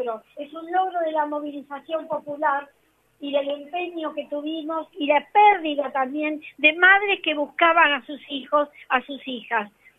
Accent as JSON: {"language": "Spanish", "country": "Argentina", "said": "Me da vergüenza como argentina"}